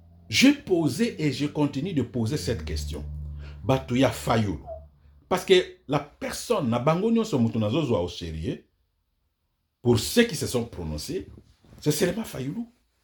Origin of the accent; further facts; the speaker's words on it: DR Congo; Moi, je suis des Congolais.